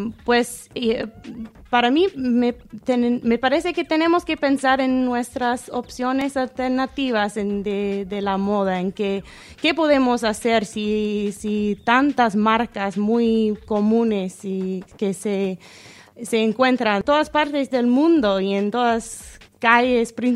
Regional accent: United States; Spanish is a second language; como yo conozco de mi pueblo en los Estados Unidos, hay movimientos de upcycle para reconstruir

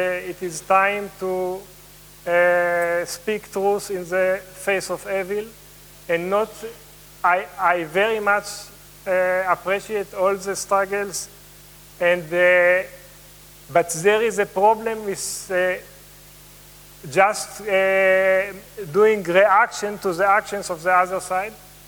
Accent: Palestine; I wanted to say that I come from occupied Palestine.

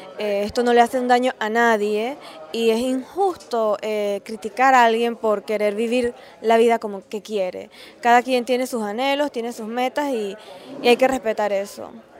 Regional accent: Panama; Yo creo que como panameños y latinoamericanos todos estamos llamados a defender los derechos

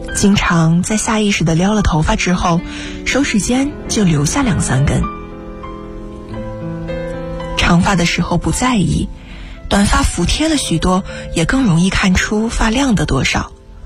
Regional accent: Suzhou, Jiangsu, China; now in Nanjing, China; 来自江苏苏州，我在南京大学，距离我的家乡215.6公里。

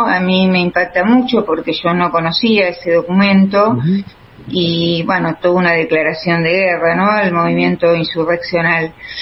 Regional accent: Ingeniero White, Buenos Aires Province, Argentina; Mi pueblo de origen es el Ingeniero Guay, el puerto de Bahía Blanca.

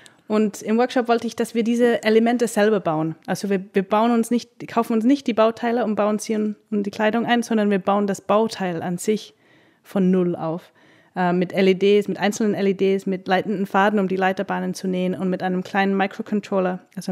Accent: England, United Kingdom; also born or lived in Austria; now in Berlin, Germany; Genau, ich bin in England aufgewachsen und dann nach Österreich und jetzt seit 2 Jahren in Berlin.

